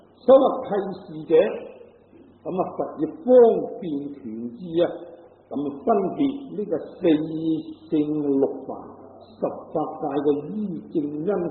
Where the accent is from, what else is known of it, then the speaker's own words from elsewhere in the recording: Guangdong, China; 就算我哋广东人嚟讲咧，咁啊，亦都有好多嗰啲鄉音咧唔同嘅